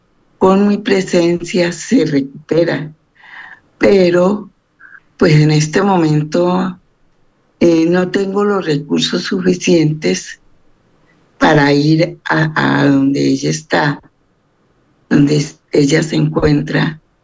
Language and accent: Spanish; Colombia; Soy una persona colombiana que vivo aquí en Colombia, en una ciudad del departamento del Valle del Cauca